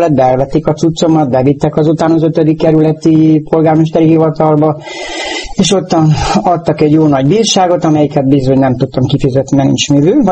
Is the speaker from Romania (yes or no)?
yes; Transylvania, Romania; 1990-ben, mikor én átjöttem, azt mondták a román hatóságok nálunk otthon Erdélyben